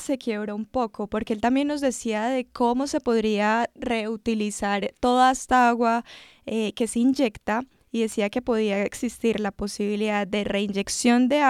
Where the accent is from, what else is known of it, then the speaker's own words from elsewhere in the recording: Colombia; nosotros como colombianos tenemos que saber y cuidar nuestro territorio